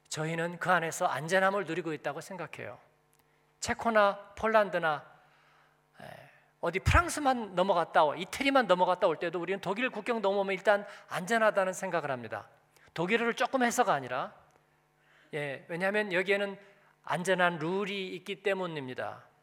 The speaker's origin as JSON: {"language": "Korean", "country": "South Korea", "said": "저는 한국인이"}